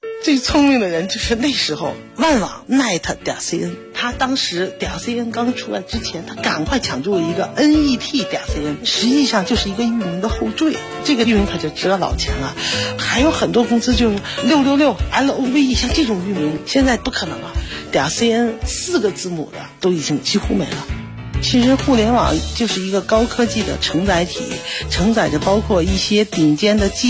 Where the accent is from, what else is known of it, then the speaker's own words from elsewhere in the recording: Beijing, China; 我是土生土长的北京，看着北京从那时候动物园以外就是郊区，到现在动物园外面那就是中关村的第一个高新企业了